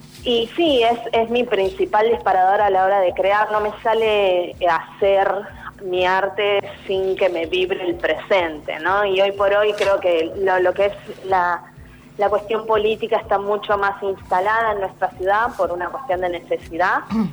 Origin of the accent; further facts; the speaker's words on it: Argentina; nosotros como sociedad argentina